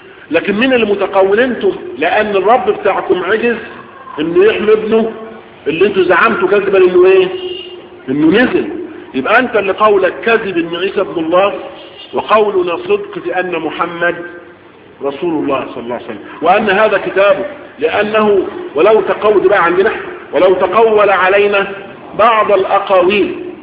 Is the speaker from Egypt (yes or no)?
yes; Egypt; على وزن نحن وعلى وضعنا احنا كمصريين